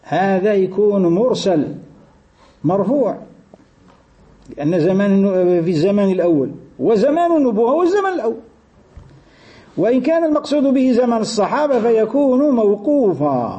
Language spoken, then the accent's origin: Arabic; Algeria; يقولوا حتى احنا عندنا في الجزائر في بعض المواطن كي يقول لك المال